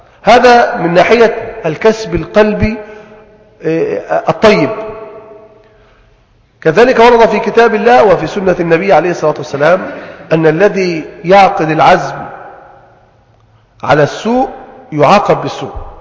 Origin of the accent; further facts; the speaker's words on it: Egypt; يعني عندنا في مصر هنا مثلا ثمرة الطماطم دائما ممكن تأتي في اوقات تنعدم.